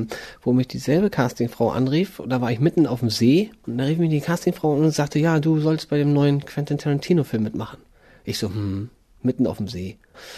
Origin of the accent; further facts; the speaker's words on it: Rostock, Mecklenburg-Vorpommern, Germany; born there; ich bin zwar in Rostock geboren, aber meine Mutter hat hier in diesem Dorf ganz früh schon ein Haus sich gekauft